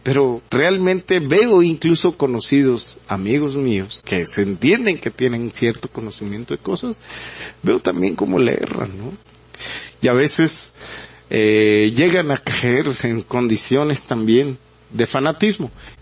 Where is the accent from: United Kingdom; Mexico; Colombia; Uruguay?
Mexico; Y pues esto nos hace preguntarnos como mexicanos, pues, ¿qué está sucediendo?